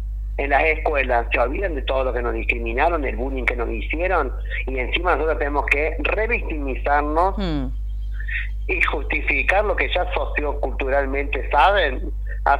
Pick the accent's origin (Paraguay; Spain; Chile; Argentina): Argentina; nosotras también somos argentinas, argentinos.